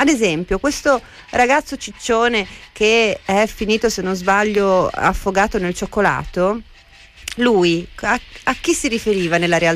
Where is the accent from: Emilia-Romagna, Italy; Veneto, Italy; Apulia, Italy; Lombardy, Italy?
Veneto, Italy; perché io sono veneta, quindi gioco in casa.